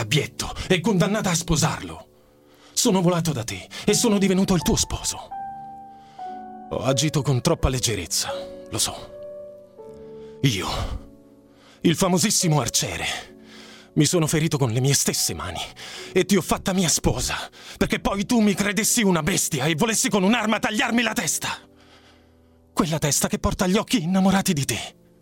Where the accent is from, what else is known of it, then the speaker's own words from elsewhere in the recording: Ischia, Campania, Italy; now in Rome, Italy; sì. Sono di Ischia.